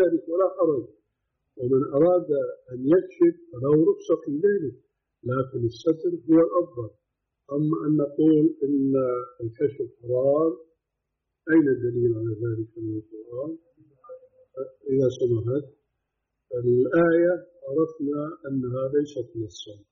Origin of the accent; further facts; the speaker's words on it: Syria; كما يقولون عندنا بالشام